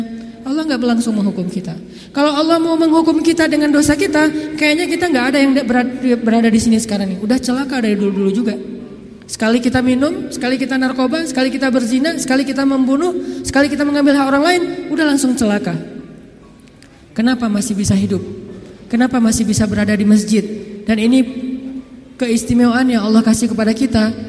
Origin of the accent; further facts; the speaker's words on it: Aceh, Indonesia; saya nih orang Aceh. Ketika saya berada di Sunda, di mana bumi dipijak, di situ langit dijunjung.